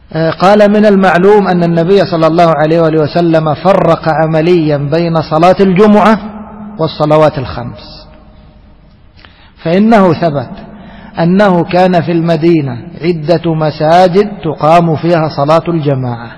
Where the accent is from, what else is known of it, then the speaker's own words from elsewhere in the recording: Egypt; عندنا في مصر تجد في الشارع الواحد بين كل مسجد والآخر ماذا تقول 15 متر 20 متر